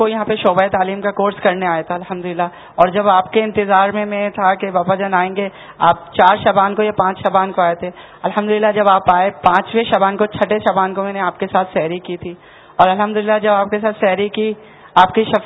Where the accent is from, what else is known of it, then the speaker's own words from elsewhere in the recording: Karachi, Sindh, Pakistan; میں باب المدینہ کراچی سے تعلق رکھتا ہوں.